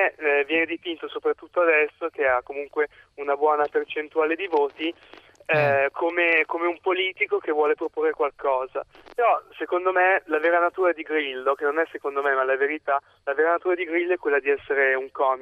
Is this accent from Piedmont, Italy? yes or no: no; Pavia, Lombardy, Italy; Ho 19 anni, sono di Pavia e sono leghista.